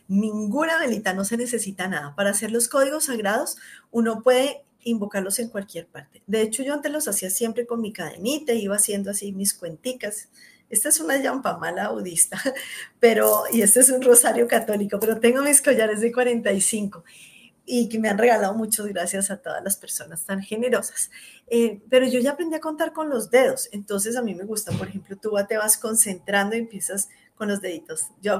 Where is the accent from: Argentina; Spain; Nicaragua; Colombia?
Colombia; en Colombia, yo soy colombiana, también soy española, pero soy colombiana de nacimiento y española de padres, de familia